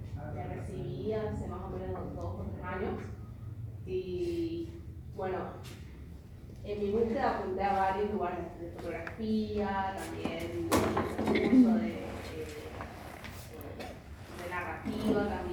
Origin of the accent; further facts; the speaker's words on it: Corrientes, Argentina; de Corrientes.